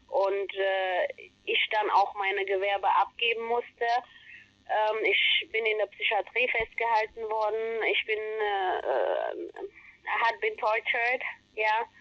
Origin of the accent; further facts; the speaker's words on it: Ethiopia; now in Germany; Ich habe einen blauen Pass, ich darf nicht zu meiner Heimat zurück. Ich kann überall hin und nicht in meine Heimat.